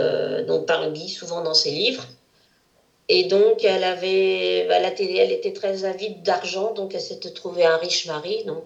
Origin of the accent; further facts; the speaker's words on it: Antony, Île-de-France, France; et moi je suis née à Antony.